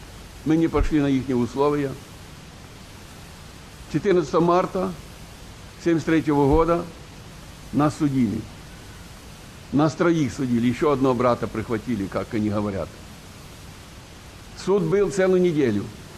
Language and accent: Russian; Zhytomyr Oblast, Ukraine; born there; Я родился на Житомирщине в 29-м году.